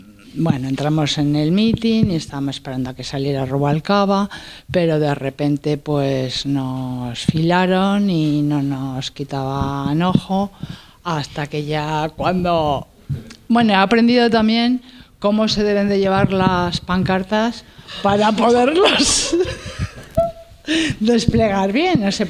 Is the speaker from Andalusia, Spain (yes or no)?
no; Madrid, Community of Madrid, Spain; como soy de Madrid ciudad, pues me hago un poco lío con Fuenlabrada, Móstoles, Leganés, no los controlo mucho